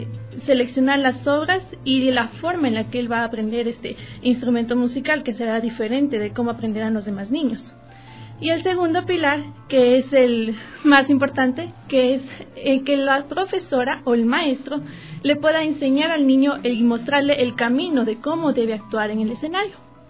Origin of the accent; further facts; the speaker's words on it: Ecuador; nosotros como talentos ecuatorianos tenemos la obligación y el compromiso con nuestra sociedad